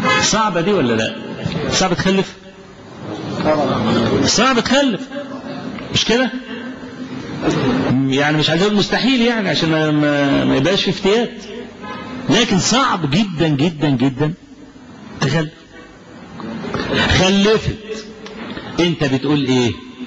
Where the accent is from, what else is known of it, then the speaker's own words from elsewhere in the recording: Kafr El Sheikh Governorate, Egypt; وبكل أسف قلدهم بعض الشباب الصغير في بعض المراكز عندنا في كفر الشيخ.